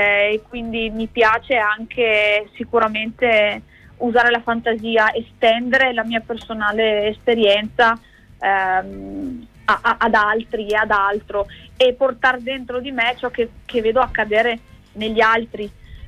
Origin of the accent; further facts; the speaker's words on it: Veneto, Italy; lo faccio nelle mie zone al Vinile Club, che è a Bassano del Grappa. Io sono della provincia di Vicenza, sono veneta, credo si senta.